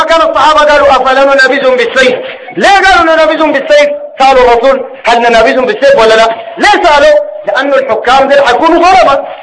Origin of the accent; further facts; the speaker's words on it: Sudan; زي ما هو الحاصل الواقع عندنا في السودان.